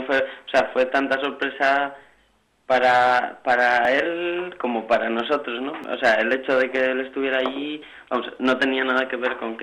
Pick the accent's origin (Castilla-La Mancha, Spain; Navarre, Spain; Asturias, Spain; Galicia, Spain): Asturias, Spain; now in Madrid, Spain; yo, vamos, ahora que vivo en Madrid, eso, mucha gente cuando les digo que soy asturiano